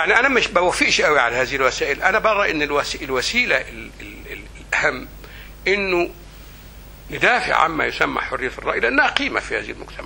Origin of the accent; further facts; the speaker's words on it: Egypt; الإخوان حاجة كبيرة قوي كانت في مصر، الشعبة في حافة مغرب بالك ليها قريتي